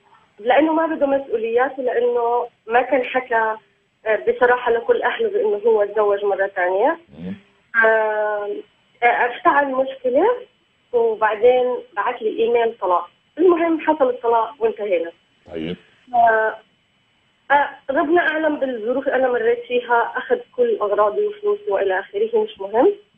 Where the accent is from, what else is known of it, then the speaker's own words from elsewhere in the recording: Palestine; أنا فلسطينية، تزوجت من واحد مصري